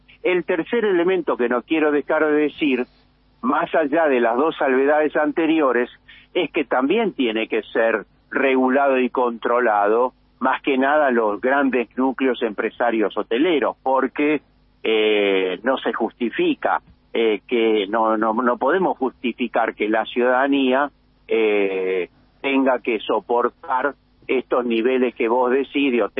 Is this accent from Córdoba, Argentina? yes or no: no; Buenos Aires, Argentina; Yo lo que insisto ahí, que nosotros somos porteños, pero nosotros somos parte de una nación